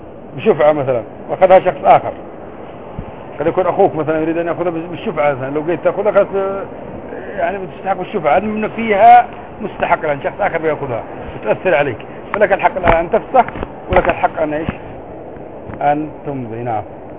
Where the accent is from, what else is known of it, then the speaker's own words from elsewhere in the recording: France; أنا لا أنا فرنسي مش لبناني أصلي.